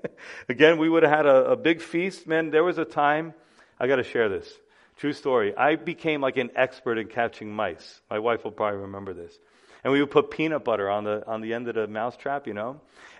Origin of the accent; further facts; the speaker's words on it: New York City, New York, United States; We had a lot of those in the Bronx when I lived there. No offense, we love our Bronx people. We're from the Bronx